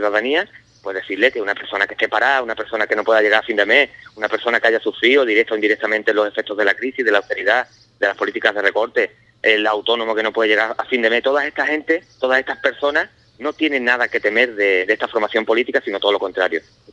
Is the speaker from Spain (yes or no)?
yes; Medina Sidonia, Andalusia, Spain; El campo de la sierra, de la campiña, yo soy de Medina Sidonia, el campo de Jerez